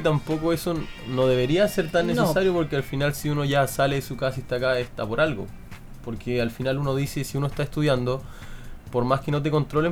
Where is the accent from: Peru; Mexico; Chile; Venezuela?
Chile; Puerto Natales, Magallanes; De Puerto Natales.